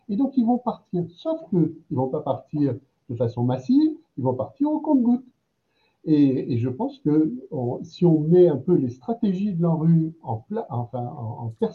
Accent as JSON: {"language": "French", "town": "Strasbourg", "region": "Grand Est", "country": "France", "said": "Je suis de Strasbourg, pour juste préciser un tout petit peu les choses."}